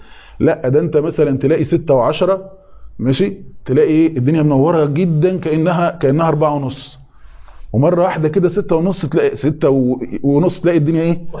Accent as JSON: {"language": "Arabic", "country": "Egypt", "said": "عشان احنا برضو مصريين فما بنحسش باللقطة دي"}